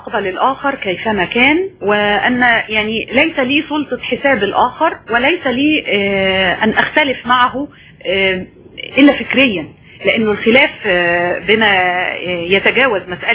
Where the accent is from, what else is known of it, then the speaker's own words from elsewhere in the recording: Egypt; بالتأكيد وأنا مواطنة مصرية أشهد أن الصورة ليست سوداء